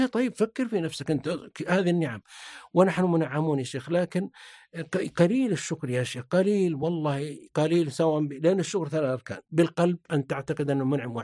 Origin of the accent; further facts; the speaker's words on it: south, Saudi Arabia; أنا طبعا أكبر منك سن، أنا يا أخي وأنا طفل في الجنوب والله يا أبا عمر إنه ما يجينا الأشياء والقوت وإننا نفرح بالعزيمة في القرية ولا عندنا إضاءة ولا كهرباء ولا سيارة